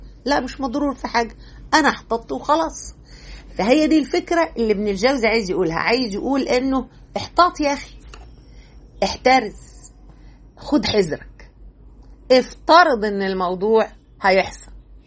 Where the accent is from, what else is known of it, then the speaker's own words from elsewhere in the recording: Egypt; الخطيرة دي نقدر نسميها بلغتنا احنا كمصريين